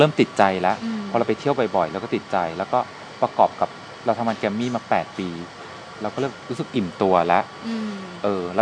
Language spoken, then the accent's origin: Thai; Bangkok, Thailand; also born or lived in Si Racha / Buri Ram; เราอะโตมาที่ในกรุงเทพตั้งแต่แบบ5ขวบก่อนหน้านี้เราเล่ร่อนคือแบบตามครอบครัวไปทำงานต่างที่ต่างเราเคยอยู่ศรีราชาเราเคยอยู่บุรีรัมย์ด้วยนะไปอยู่กับตายายไปอยู่เราไปอยู่หลายที่ในกรุงเทพแล้วก็มา5ขวบเนี่ยเริ่มเซตเทิล